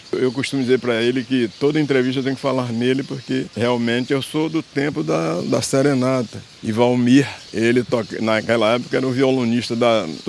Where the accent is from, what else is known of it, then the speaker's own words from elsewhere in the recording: Salvador, Bahia, Brazil; born there; also born or lived in Rio de Janeiro; Eu nasci em Salvador, eu amo Salvador de paixão